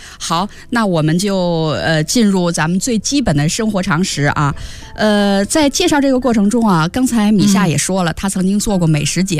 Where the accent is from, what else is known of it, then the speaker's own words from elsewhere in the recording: Guangdong, China; 另外一方面可以像咱们广东人蒸白粥那样